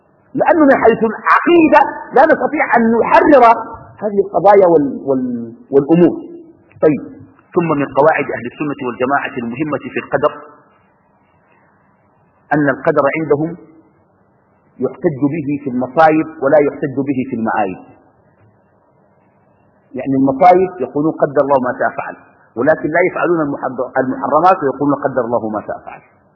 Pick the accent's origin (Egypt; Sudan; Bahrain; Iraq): Sudan; now in Qatar; كتب الله قبل خلق السماوات والأرض أني في قطر وأنا من السودان في القاعة